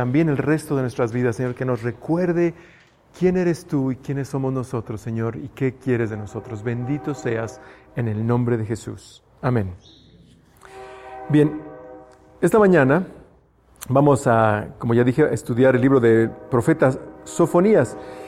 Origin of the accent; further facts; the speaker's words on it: Mexico; Como mexicanos tenemos también esto, ¿no?